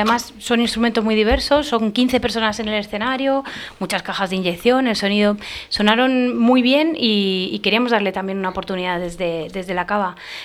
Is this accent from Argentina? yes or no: no; Toledo, Castilla-La Mancha, Spain; de poder hacer un concierto en nuestra ciudad, en Toledo.